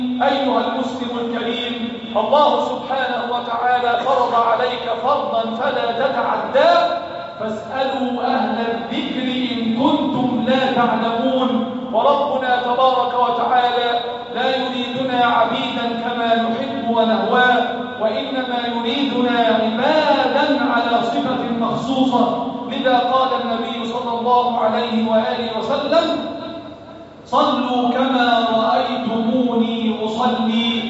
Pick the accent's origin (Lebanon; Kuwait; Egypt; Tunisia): Egypt; اللهم احفظ بلدنا مصر